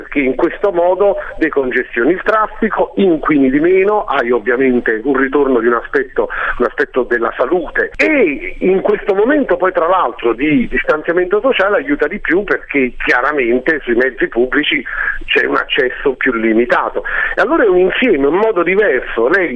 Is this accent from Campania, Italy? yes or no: yes; Naples, Campania, Italy; ma di fatto sono napoletano, e quindi quando è il momento andrò al lavoro a Napoli